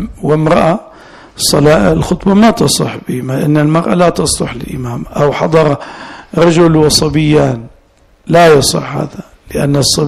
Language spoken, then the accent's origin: Arabic; Najd, Saudi Arabia; وهذا أنا حضرت مرة جمعة في بلادي نجد